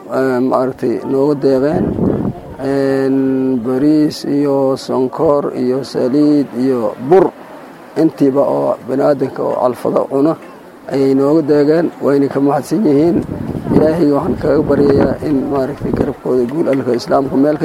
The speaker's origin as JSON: {"language": "Somali", "town": "Dinsoor", "region": "Bay", "country": "Somalia", "said": "waxaan ka yimid magaalada diin soor waan ku soo haajiray"}